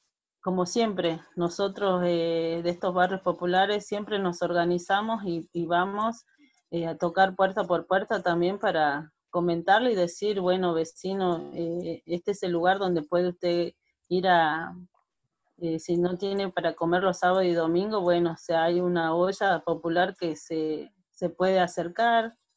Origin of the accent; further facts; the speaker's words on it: Salta, Argentina; now in Buenos Aires, Argentina; soy salteña, soy del norte de la Argentina. Estoy acá en Villa Fátima hace 27 años